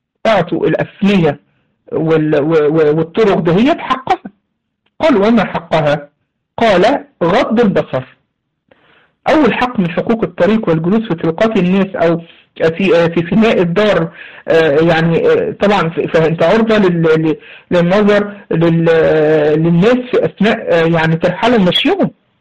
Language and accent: Arabic; Egypt; عندنا في مصر يسموه هنا إيه، بيعملوا فيه مصاطب